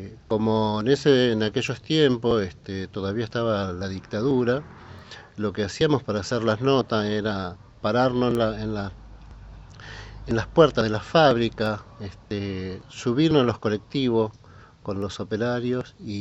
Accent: Santa Fe, Argentina; moved away as an adult; now in Buenos Aires, Argentina; yo soy del norte de Santa Fe y voy a vivir a Buenos Aires cuando tenía 19 años

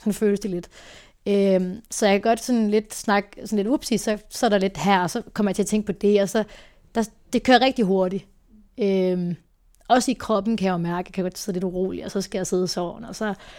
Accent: Herning, Central Denmark Region, Denmark; now in Aarhus, Denmark; der flyttede jeg lige til Aarhus, jeg kommer fra Herning af, så i mellemtiden flyttede jeg til Aarhus.

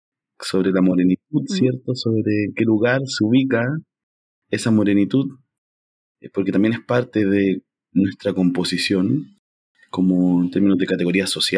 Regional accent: Chile; yo soy chileno, estoy viviendo en Chile actualmente.

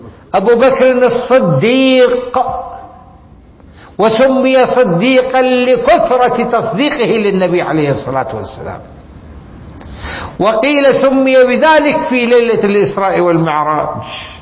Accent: Iraq; كلمة آه وهي لحد الآن موجودة عندنا في العراق مشهورة.

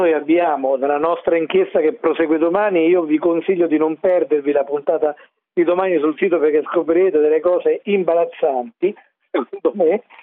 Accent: Rome, Lazio, Italy; Ed essendo io romano, fiero di esserlo

